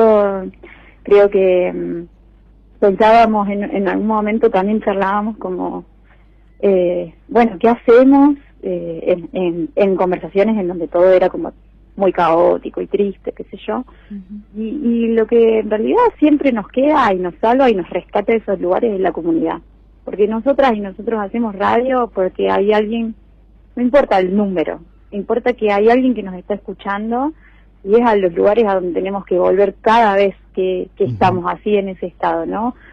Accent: Santa Rosa, La Pampa, Argentina; Además me tocó ser guía turística porque yo soy de Santa Rosa

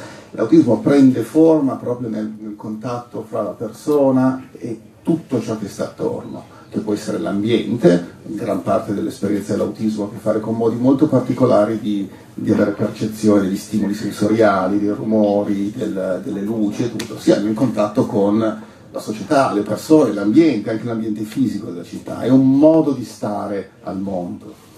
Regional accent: Turin, Piedmont, Italy; io vengo da Torino

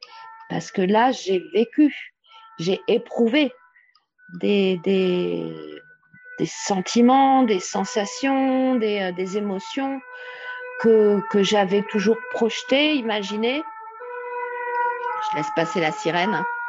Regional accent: Île-de-France, France; now in Guadeloupe; je suis originaire de France, de région parisienne, où bah, j'étais chez moi, on va dire.

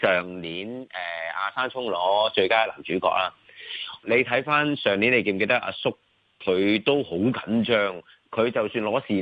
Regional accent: China; 我哋中国人传统就系百行孝为先

